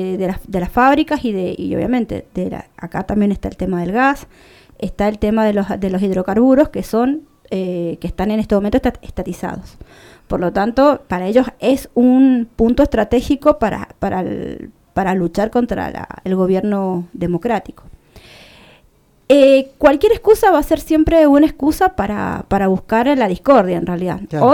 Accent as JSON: {"language": "Spanish", "country": "Bolivia", "moved": "yes", "lives_now": "Argentina", "said": "desde el apoyo y el acompañamiento que hacemos nosotros desde Argentina, en este caso como residentes bolivianos en el exterior"}